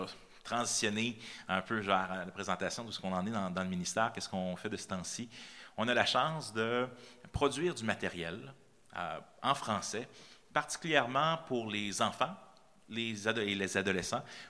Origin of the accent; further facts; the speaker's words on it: Quebec, Canada; On ne se rend pas compte en tant que Québécois, on pense qu'on est persécuté